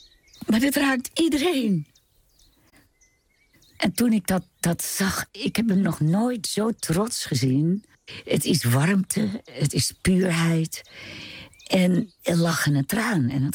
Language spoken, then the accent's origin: Dutch; Amsterdam, North Holland, Netherlands; zing je hela, hola, hup, valdree.